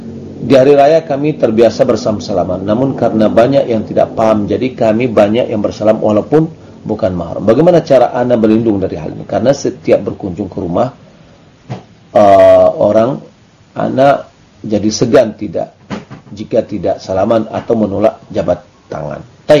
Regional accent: Dharmasraya, West Sumatra, Indonesia; berasal dari Damasraya.

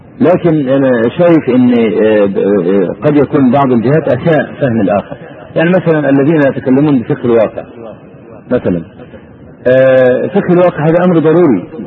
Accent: Egypt; يعني مثلا عندنا في مصر دخول البرلمان لا قيمة له

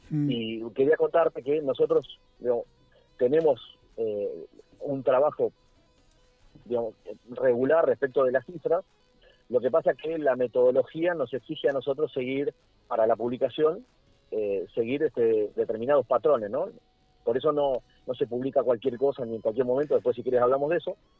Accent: Argentina; Deberíamos alegrarnos como argentinos que tengamos menos fallecidos.

